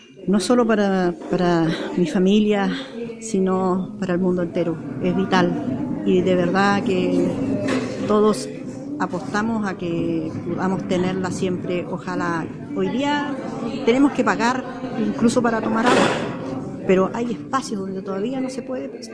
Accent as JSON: {"language": "Spanish", "town": "Puerto Ibáñez", "region": "Aysén", "country": "Chile", "tie": "born or raised there", "said": "soy nativa de acá, de Puerto Ibáñez."}